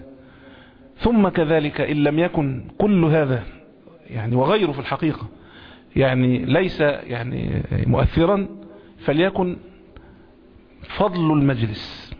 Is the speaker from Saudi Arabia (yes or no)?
no; Egypt; كل المصريين عارفينه طبعا، كان عندنا فيلم زمان كمصريين